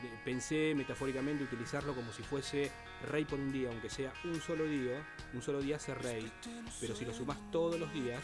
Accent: Buenos Aires, Argentina; Somos de Buenos Aires, de Capital Federal, en distintos lugares, pero básicamente todos por la misma zona.

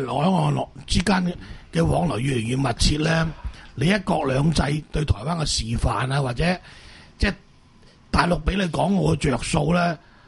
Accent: Macau; 我哋澳門人咧就基本留住我

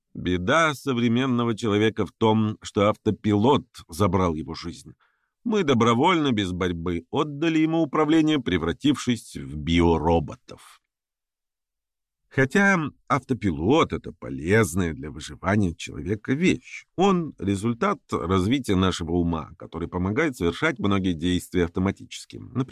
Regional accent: Chukotka Autonomous Okrug, Russia; Мое детство прошло на Чукотке, поэтому в школу я часто ходил полярной ночью, в метели, пронизывающий мороз.

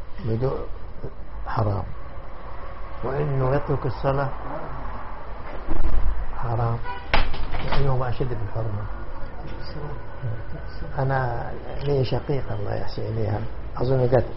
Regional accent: Najd, Saudi Arabia; واحد في نجد عندنا في نجد في السعودية

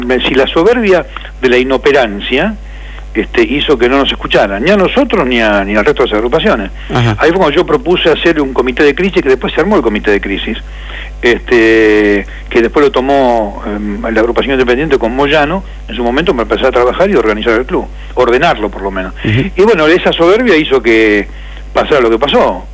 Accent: Avellaneda, Buenos Aires Province, Argentina; Yo soy del centro de Avellaneda

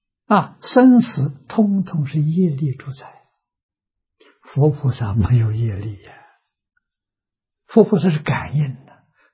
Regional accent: China; 我们中国人算虚岁啊

